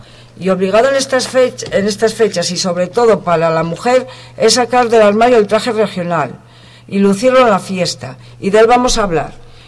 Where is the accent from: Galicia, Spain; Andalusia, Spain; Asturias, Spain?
Asturias, Spain; y solo apuntaría como asturiana que me gustaría que alcanzaran la notoriedad que se merecen